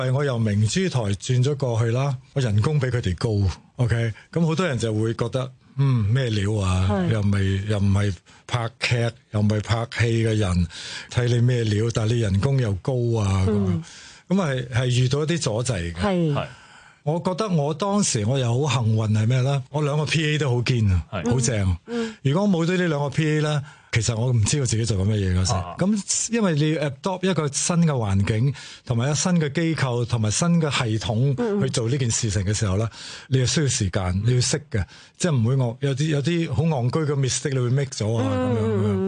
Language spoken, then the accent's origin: Cantonese; China; 咁我觉得，哇！中国人咁多嘢，我哋中国人其实唔识去包装好，或者唔 treasure，